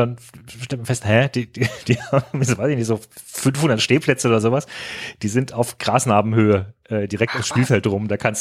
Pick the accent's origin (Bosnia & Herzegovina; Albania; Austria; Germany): Germany; Frankfurt, Hesse; Ich meine, euch muss ich als Frankfurter bei guter Stimmung nichts erzählen.